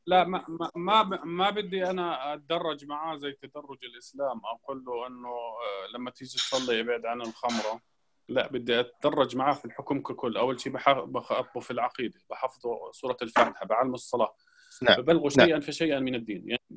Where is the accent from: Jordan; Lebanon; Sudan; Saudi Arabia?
Jordan; فإحنا الطبخة المشهورة عندنا في الأردن اللي هي المنسف